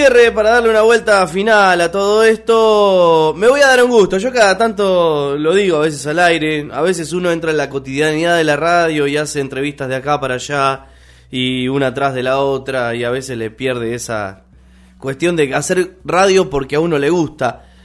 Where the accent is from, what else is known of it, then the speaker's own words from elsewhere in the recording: Argentina; como argentinos incluso, nos sacamos ese karma de encima